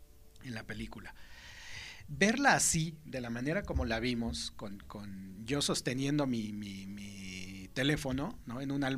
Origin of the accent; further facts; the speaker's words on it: Mexico City, Mexico; Nosotros venimos de la Ciudad de México